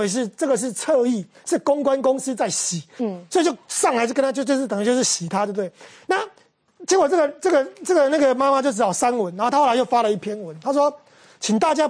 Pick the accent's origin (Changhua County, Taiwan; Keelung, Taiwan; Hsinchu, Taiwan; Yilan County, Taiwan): Hsinchu, Taiwan; 他们越来越来新竹，我来我们的故乡观，来我的家乡观光以后，顺便去吃小吃